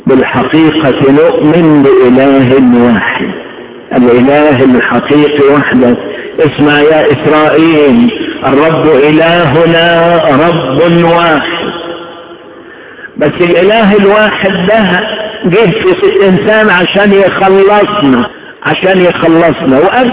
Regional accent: Upper Egypt, Egypt; عيشتنا في الصعيد في طفولتنا. احنا هدينا وطفشنا من الصعيد

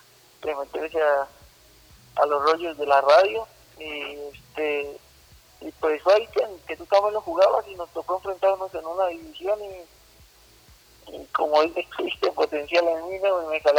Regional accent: Michoacán, Mexico; soy de Michoacán, una tierra muy bonita en todos los aspectos

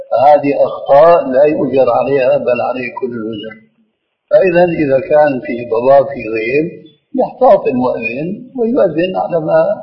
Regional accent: Damascus Governorate, Syria; كما يقولون عندنا في الشام أنا بتذكر شيء عندنا مسجد كبير مسجد بني أمية

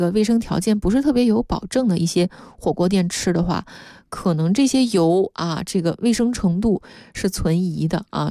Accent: Sichuan, China; 这个因为我老家是四川的嘛

